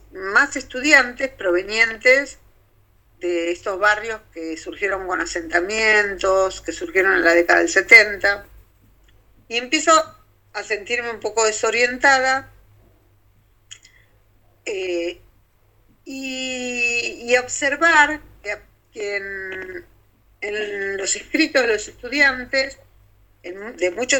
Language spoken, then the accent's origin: Spanish; Ciudad Evita, Buenos Aires Province, Argentina; me crié en Ciudad Evita. Ciudad Evita es una ciudad compleja, como muchas, una ciudad que se hizo pensada con muchas comodidades